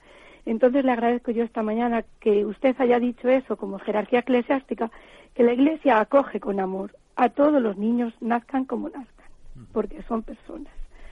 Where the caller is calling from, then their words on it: Salamanca, Castile and León, Spain; de Salamanca.